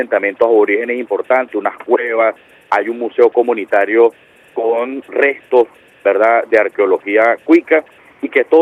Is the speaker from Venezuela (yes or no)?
yes; Venezuela; nosotros como pueblo venezolano